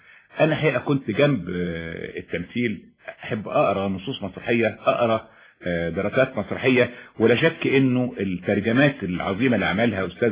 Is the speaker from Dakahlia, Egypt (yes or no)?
no; Cairo, Cairo Governorate, Egypt; born there; انا اتولدت في القاهرة. نعم. ولو ان يعني والدي والدتي من المنيا.